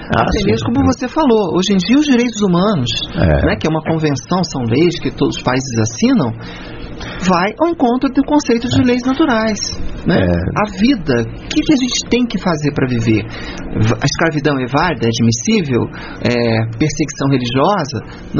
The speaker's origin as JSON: {"language": "Portuguese", "country": "Brazil", "said": "Ainda mais nós que somos brasileiros"}